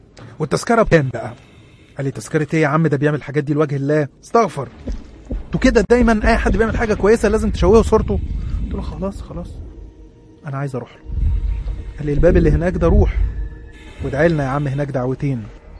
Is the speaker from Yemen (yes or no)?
no; Minya, Minya Governorate, Egypt; عندي 20 سنة. أنا من الصعيد وتحديدا من المنيا. عايش في المنيا أنا ووالدتي ووالدي متوفى.